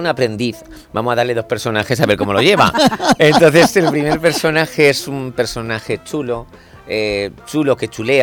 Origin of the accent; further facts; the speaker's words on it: Region of Murcia, Spain; now in Madrid, Spain; una eligitana y un murciano, porque yo soy muy murciano, aunque lleve 22 años en Madrid.